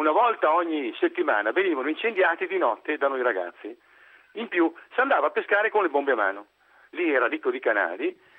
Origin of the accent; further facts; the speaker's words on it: Veneto, Italy; now in Brugherio, Italy; io arrivo dal Polesine, abito a Brugherio da anni, ma arrivo dal Polesine. Nel Polesine, nel mio paese, erano rimasti gli ultimi due ponti sul Po.